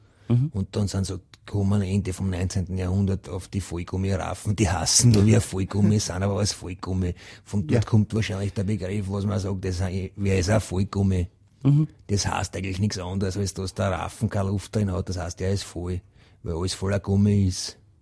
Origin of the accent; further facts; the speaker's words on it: Krems, Lower Austria, Austria; Ja, und ich bin ja aus Krems